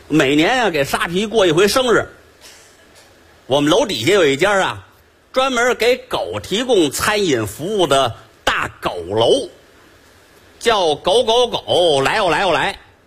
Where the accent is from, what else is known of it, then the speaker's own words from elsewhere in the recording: Beijing, China; 咱们北京人除夕呀，讲究熬夜